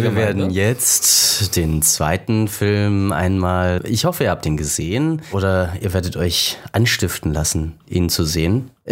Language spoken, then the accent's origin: German; East Germany, Germany; wir sind in der DDR religionsfrei aufgewachsen.